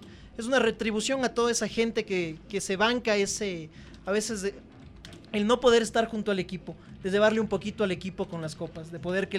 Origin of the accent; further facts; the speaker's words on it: Guaranda, Bolívar, Ecuador; also born or lived in Ambato; cuando yo viví en Guaranda. Yo soy de Ambato, nací en la ciudad de Ambato, pero toda mi vida viví en Guaranda.